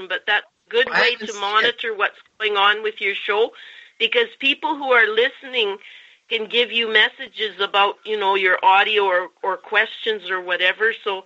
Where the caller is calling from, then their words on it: Calgary, Alberta, Canada; I'm calling from Calgary.